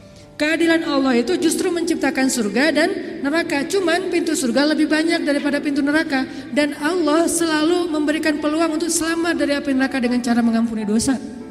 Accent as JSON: {"language": "Indonesian", "region": "Aceh", "country": "Indonesia", "said": "saya nih orang Aceh. Ketika saya berada di Sunda, di mana bumi dipijak, di situ langit dijunjung."}